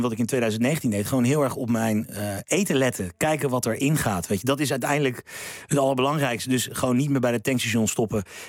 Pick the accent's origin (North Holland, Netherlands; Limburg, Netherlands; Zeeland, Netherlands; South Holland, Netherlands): South Holland, Netherlands; Leidschendam; also born or lived in The Hague; Nou, ik ben geboren en getogen in Leidschendam.